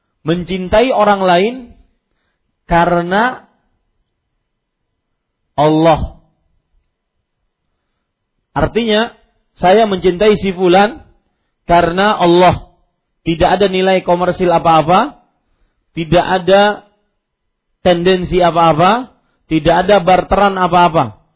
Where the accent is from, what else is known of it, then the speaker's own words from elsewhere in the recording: South Kalimantan, Indonesia; Kalau kita orang Banjar biasanya kalau bersumpah